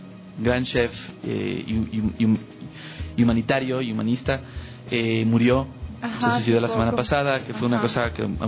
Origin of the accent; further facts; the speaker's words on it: Quito, Pichincha, Ecuador; born there; yo sí nací aquí en Quito. Mi hermano mayor y yo nacimos en Quito, pero mi otro hermano y mi hermana nacieron en el exterior. Soy un poco más ecuatoriana que ellos.